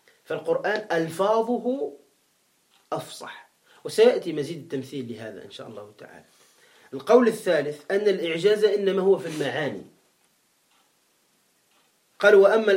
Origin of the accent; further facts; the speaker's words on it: Tunisia; هذا عندنا في تونس هكذا قال